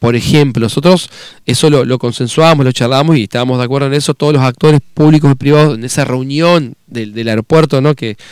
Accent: Concordia, Entre Ríos, Argentina; porque somos de Concordia, cruzamos el charco

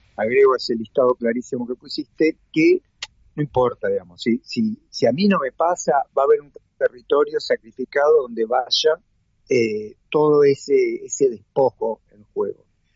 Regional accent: Buenos Aires, Argentina; yo, que quiero a Buenos Aires, pues soy porteño y porque viví acá y nací acá

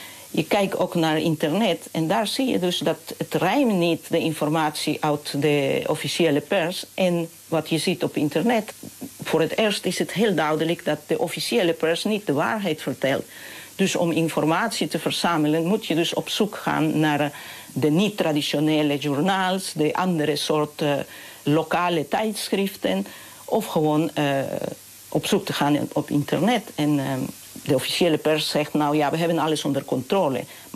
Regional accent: Huancayo, Junín, Peru; Dutch is a second language; also born or lived in Lima; Dat zijn de liedjes dat ik ben opgegroeid toen ik in Huancayo woonde. Maar later ben ik dus naar de universiteit in Lima gegaan.

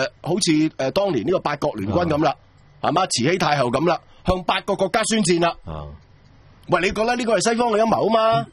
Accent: Hong Kong; 我不是中国人啊，我是香港人

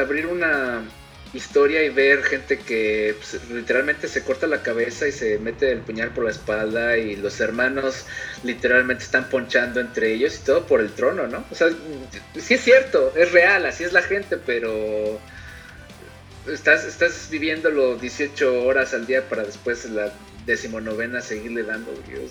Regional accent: Mexico; moved away as an adult; sobre todo los que venimos de México, pasamos por una época política difícil que ha durado 40 años y yo dejé eso para meterme a otra más fuerte

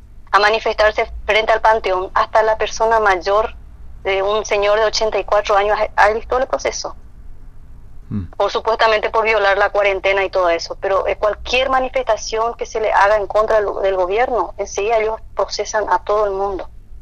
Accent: Concepción, Paraguay; tuvimos que salir de nuestro departamento, porque somos del departamento de Concepción. Y nos fuimos a Clorinda

